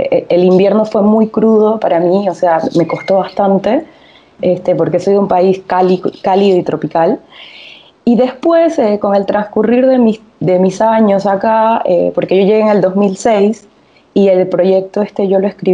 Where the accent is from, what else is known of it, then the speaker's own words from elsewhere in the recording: Panama City, Panamá, Panama; yo nací en Panamá capital, o sea, nací en una ciudad, no nací en un pueblo. Pero Panamá capital, por ejemplo, tiene el mar, o sea, yo podía ver el mar en 5 minutos, podía ver el mar, estaba muy cerca del mar, donde crecí.